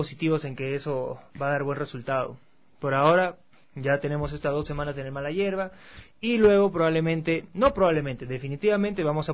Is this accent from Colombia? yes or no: no; Peru; Ya soy peruano, ecuatoriano, por parte de padre.